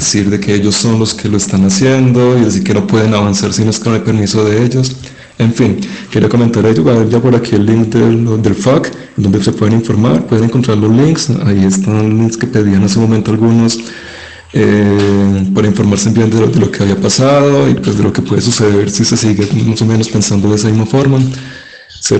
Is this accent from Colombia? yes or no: yes; Manizales, Caldas, Colombia; Yo soy de Manizales, allí comenzamos con la granja experimental.